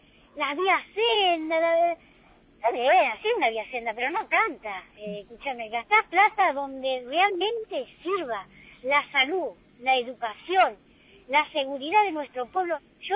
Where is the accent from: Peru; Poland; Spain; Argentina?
Argentina; como ciudadanos argentinos que somos nosotros